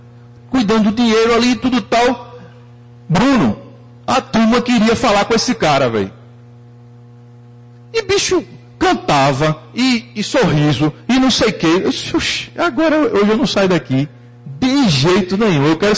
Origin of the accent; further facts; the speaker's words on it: Recife, Pernambuco, Brazil; sou de Recife, tenho uma clínica aqui